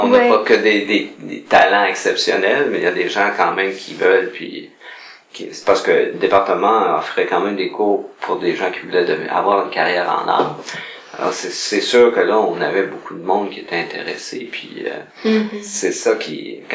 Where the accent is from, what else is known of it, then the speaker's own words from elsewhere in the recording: Montreal, Quebec, Canada; born there; Mais c'était près de Montréal, parce que je suis né à Montréal.